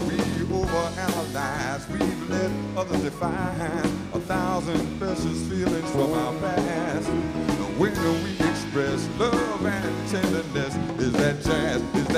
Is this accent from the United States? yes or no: yes; Chicago, Illinois, United States; born there; I was born in Chicago, but my father brought